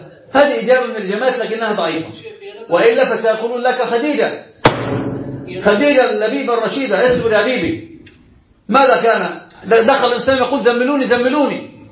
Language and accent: Arabic; Alexandria, Alexandria Governorate, Egypt; احنا عندنا في اسكندرية كده أنا أصلا من الكلم